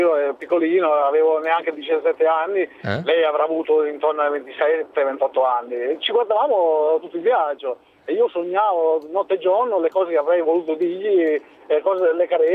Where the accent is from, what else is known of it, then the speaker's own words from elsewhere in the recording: Campania, Italy; now in Modena, Italy; non sono di Bologna, sono della provincia di Caserta, sì.